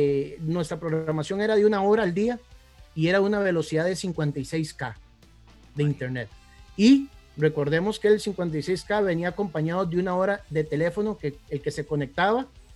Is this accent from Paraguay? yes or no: no; Guápiles, Limón, Costa Rica; born there; now in Alajuela, Costa Rica; yo nací en Guápiles, que pertenecemos más a San José, pero bueno, como que nos quieren expulsar de ahí. Pero toda una vida he estado viviendo en la liga